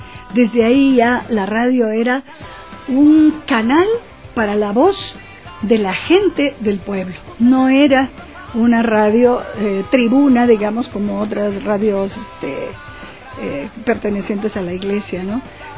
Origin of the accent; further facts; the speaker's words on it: Amazon, Peru; now in Ecuador; yo soy de Perú, ¿no? Pero hace 20 años que vivo en este hermoso Ecuador, ¿no? Y empecé hace mucho tiempo, pero así bastante tiempo, en la radio, justamente en la Amazonía peruana, porque soy de la Amazonía peruana